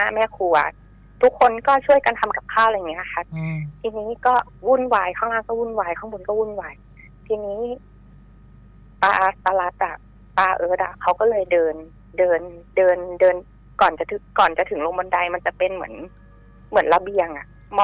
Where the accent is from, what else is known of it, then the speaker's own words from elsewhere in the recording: Bangkok, Thailand; เกิดขึ้นที่กรุงเทพนะคะบ้านอยู่ที่กรุงเทพแถวลาดพร้าว